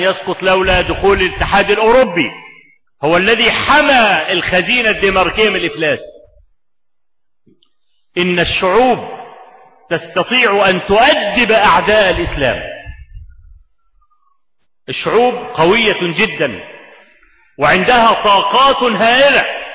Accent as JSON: {"language": "Arabic", "country": "Egypt", "said": "وهو موجود عندنا في مصر لحد النهارده"}